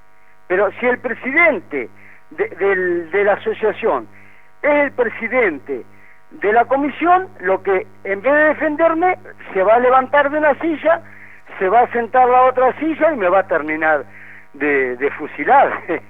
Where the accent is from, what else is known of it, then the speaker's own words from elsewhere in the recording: Santa Fe, Argentina; Yo le comento, del año 83, que soy árbitro santafesino.